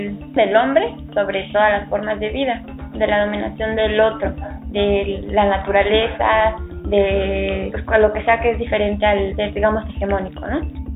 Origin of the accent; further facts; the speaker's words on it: Oaxaca, Mexico; soy de Oaxaca.